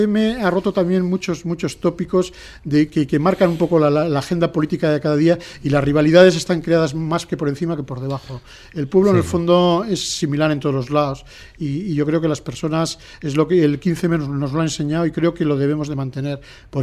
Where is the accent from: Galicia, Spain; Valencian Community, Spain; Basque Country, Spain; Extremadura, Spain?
Basque Country, Spain; Bilbao; yo no soy ni de Madrid ni de Barcelona, yo soy de Bilbao.